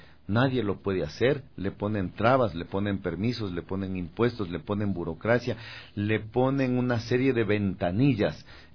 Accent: Ecuador; Yo soy un ecuatoriano que desarrolló una marca de radio ecuatoriana.

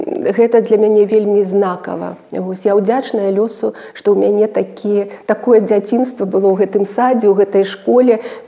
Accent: Gomel, Gomel Region, Belarus; also born or lived in Lida; Так, сапраўды, я нарадзілася ў Лідзе, ў гэтым гістарычным, легендарным горадзе Беларусі.

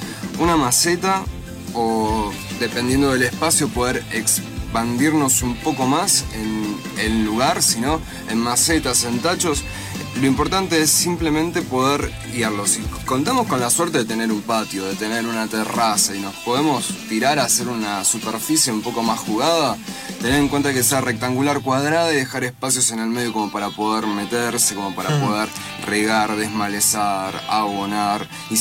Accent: Neuquén, Argentina; Sí, el valle, el alto valle de Río Negro en Neuquén.

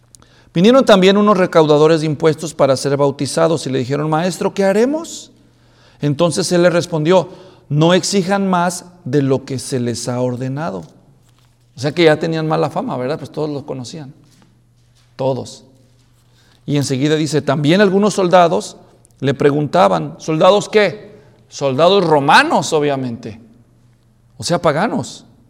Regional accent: Mexico; Sin ofender a los mexicanos, yo también soy mexicano.

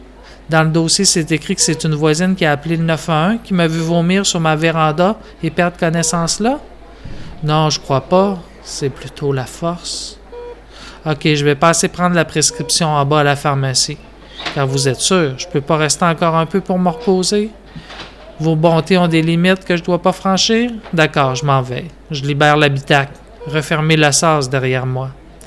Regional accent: Chicoutimi, Quebec, Canada; je viens du Saguenay, de Chicoutimi, et j'ai un gros attachement à ma région natale.

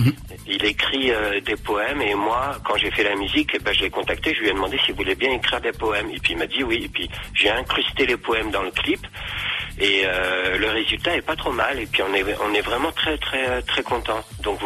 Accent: Lourdes, Occitanie, France; Moi je suis de Lourdes.

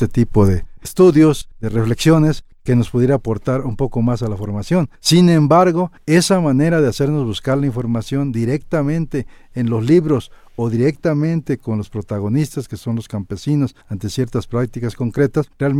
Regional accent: Mexico; no a nuestros intereses como mexicanos.

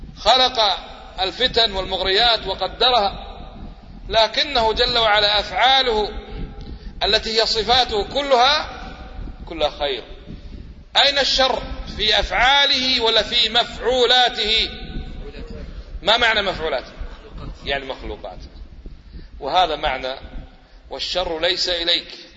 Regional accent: Kuwait; أليس هذا حقيقة ولا بس عندنا في الكويت؟

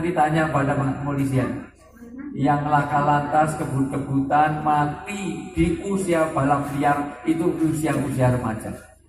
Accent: Java, Indonesia; Saya asli orang Jawa

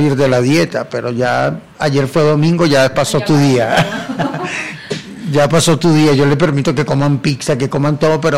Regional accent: Venezuela; yo amo a mi país y amo a mi gente, amo a mi pueblo, pero no soporto que el pueblo esté pasando por esto, y por eso no quiero estar ahí. Bueno, y gracias a Dios, yo cuando ganó ese señor, yo no viví en Venezuela

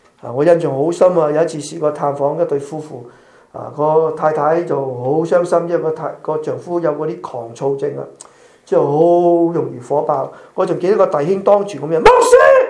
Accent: Malaysia; also born or lived in Hong Kong / Europe; 我在马来西亚出世长大，我在香港读神学，香港牧会，后来去了欧洲宣教，现在在这里侍奉。我们在四个地方生活过

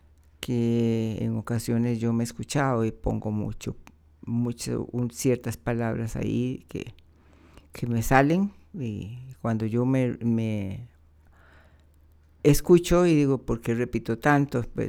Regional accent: Costa Rica; soy costarricense

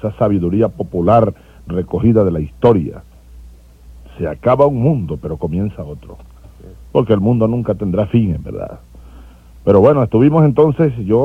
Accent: Sabaneta, Barinas, Venezuela; born there; Yo nací en la ribera derecha, es decir, del lado de Barinas, del río Boconó. A la orilla, 100 metros del río, nacimos nosotros en Sabaneta de Barinas.

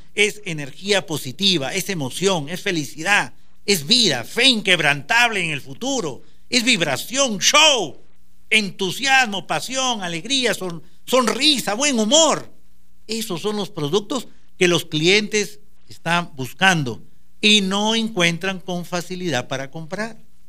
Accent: Peru; Porque no somos nosotros los peruanos los que tenemos la energía

